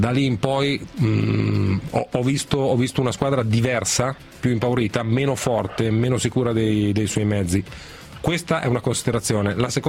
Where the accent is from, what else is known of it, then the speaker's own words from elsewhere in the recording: Milan, Lombardy, Italy; perché sono di Milano, vivo